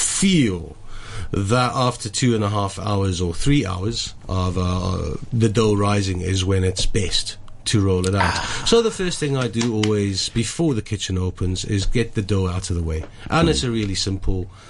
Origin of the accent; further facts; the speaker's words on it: South Africa; I'm from South Africa.